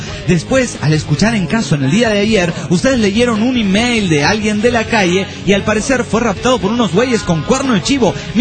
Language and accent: Spanish; Mexico City, Mexico; porque también soy del DF.